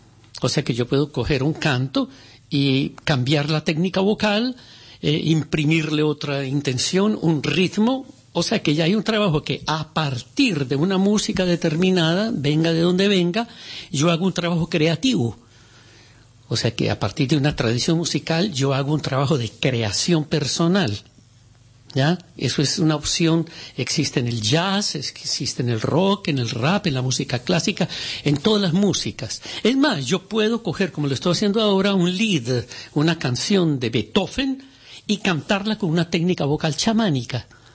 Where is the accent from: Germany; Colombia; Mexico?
Colombia; Antioquia; somos colombianos paisas, que somos colombianos, digamos, entre comillas, blancos o no indígenas